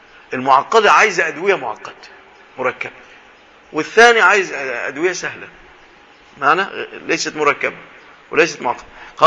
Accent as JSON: {"language": "Arabic", "country": "Egypt", "said": "في بلادنا مصر هذا موجود"}